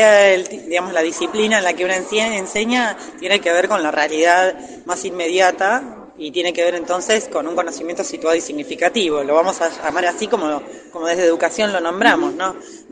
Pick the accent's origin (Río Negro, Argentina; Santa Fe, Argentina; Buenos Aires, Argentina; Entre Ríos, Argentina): Río Negro, Argentina; Choele Choel; soy de Cholechuel, vivo en Cholechuel, soy nacida ahí